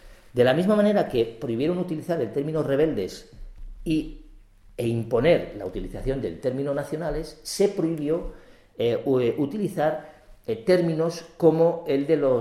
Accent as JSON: {"language": "Spanish", "country": "Spain", "said": "Los nacionales somos los españoles."}